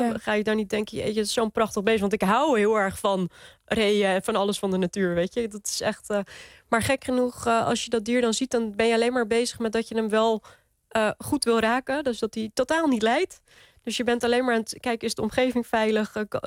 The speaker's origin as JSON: {"language": "Dutch", "region": "North Holland", "country": "Netherlands", "tie": "born or raised there", "said": "Dit riet wuifde in de Kalverpolder. En dat is in de Zaanstreek. Daar ben ik opgegroeid."}